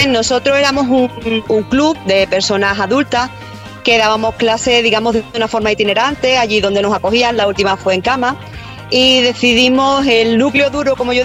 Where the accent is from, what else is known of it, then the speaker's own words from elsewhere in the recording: Seville, Andalusia, Spain; Yo soy de Sevilla